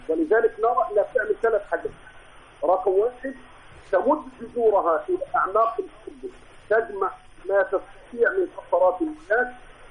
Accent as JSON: {"language": "Arabic", "country": "Egypt", "said": "كلنا كمصريين مسلمين مسيحيين كلنا مواطنين كلنا مصريين"}